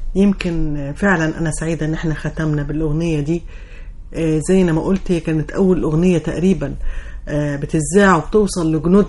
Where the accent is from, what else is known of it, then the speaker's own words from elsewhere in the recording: Egypt; هي في أغلى من مصر علينا إحنا كمصريين